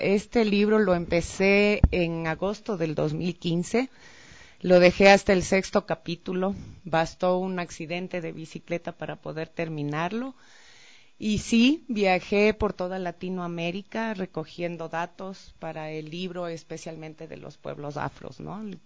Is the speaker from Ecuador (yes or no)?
yes; Mindo, Pichincha, Ecuador; Yo fui criada en Mindo, en el noroccidente de Pichincha